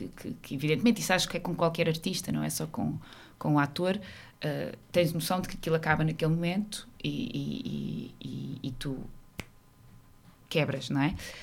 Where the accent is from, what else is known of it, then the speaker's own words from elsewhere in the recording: Santarém, Portugal; eu sou do Ribatejo